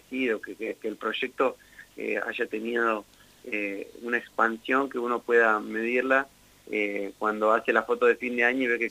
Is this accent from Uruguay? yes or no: no; Huatraché, La Pampa, Argentina; moved away; El otro día pensaba que llevo casi tantos años fuera de Huatraché como en Huatraché. Así que, bueno, no sé si ya soy tanto de Huatraché. Sí, soy de ahí, pero ya hace como 16 años, 15, 16 años que no vivo ahí.